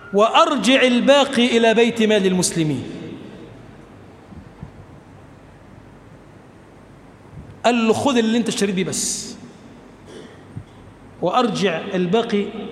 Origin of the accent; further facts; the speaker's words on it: Egypt; اللهم اجعل بلدنا مصر بلدا آمنا